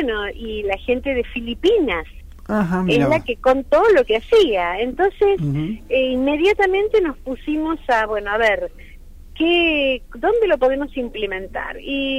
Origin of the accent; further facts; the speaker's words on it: Buenos Aires, Argentina; yo que soy de la Ciudad Autónoma de Buenos Aires